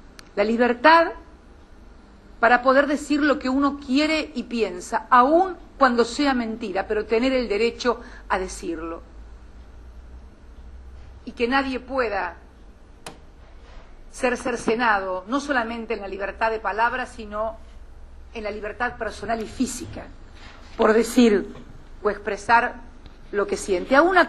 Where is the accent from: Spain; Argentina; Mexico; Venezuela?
Argentina; creo que estamos ayudándonos a nosotros, como argentinos, a ser una sociedad más justa